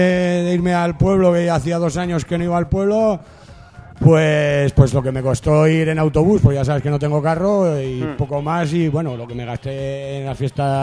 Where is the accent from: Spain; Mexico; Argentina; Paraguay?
Spain; Jaraba, Aragon; yo retorné al pueblo, me fui a mi pueblo, a Jaraba, que lo tenía un poquito abandonado yo, mi pueblo.